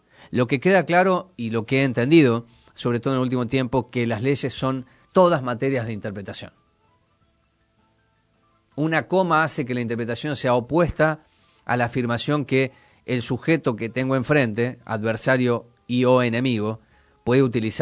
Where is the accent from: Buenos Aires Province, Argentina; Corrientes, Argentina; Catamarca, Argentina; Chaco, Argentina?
Buenos Aires Province, Argentina; Moreno; ya que soy de Moreno y tengo 1000 empleados que son de Moreno.